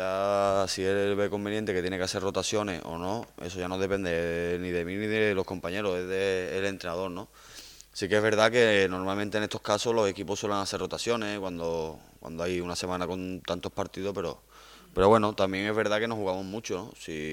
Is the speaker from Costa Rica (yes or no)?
no; Córdoba, Andalusia, Spain; Sí que es verdad que es el equipo de mi ciudad, ¿no? Y como cordobés que soy.